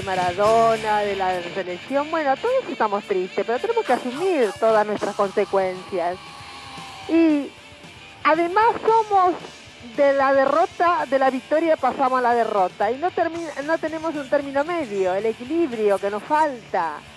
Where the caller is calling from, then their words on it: Don Torcuato, Buenos Aires Province, Argentina; de Don Torcuato